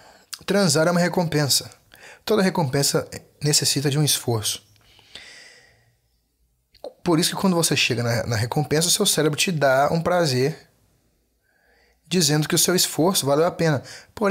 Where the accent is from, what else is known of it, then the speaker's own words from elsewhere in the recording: Brazil; born there; nós europeus, que nascemos no Brasil por azar, gostamos de Búzios